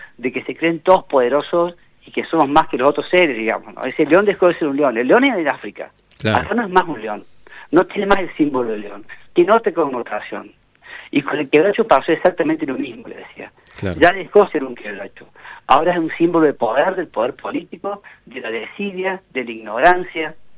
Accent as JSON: {"language": "Spanish", "region": "Córdoba", "country": "Argentina", "said": "como cordobés me siento bastante avergonzado de eso"}